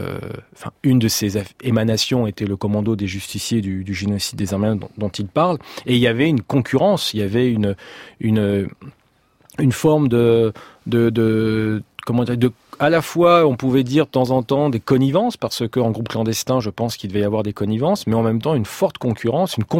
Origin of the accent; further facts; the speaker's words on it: France; moi, je suis né en 66, je suis français, mes parents sont français.